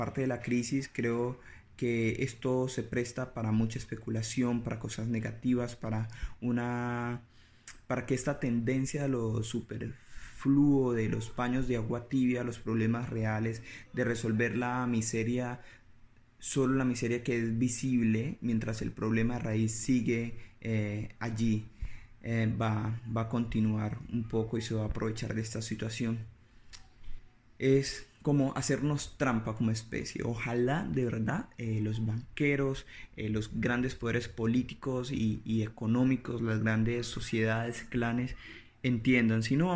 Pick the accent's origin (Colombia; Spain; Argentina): Colombia; como colombianos somos una sociedad carente de disciplina